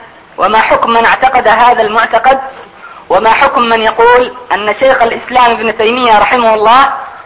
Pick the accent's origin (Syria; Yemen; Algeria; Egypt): Yemen; Aden; أتيت أنا ببعض أسئلة واستفسارات من طلبة هناك عندنا في عدن بشكل خاص